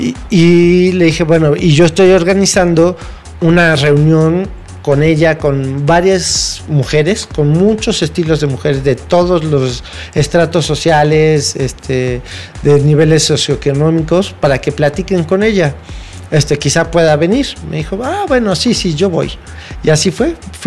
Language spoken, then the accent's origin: Spanish; United States; Spanish is a second language; Yo soy una mujer americana, norteamericana, ¿qué voy a saber yo de lo que sufren ustedes?